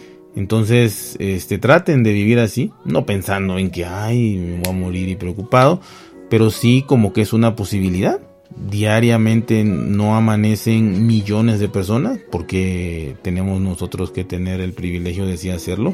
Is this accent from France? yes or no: no; Mexico; Como buen mexicano, consumía yo, no mucho, pero sí moderadamente YouTube.